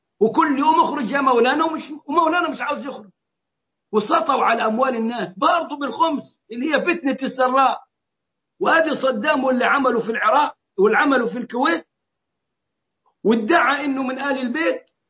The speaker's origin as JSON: {"language": "Arabic", "country": "Egypt", "said": "زي ما هم وصلين عندنا في مصر لغاية النيل"}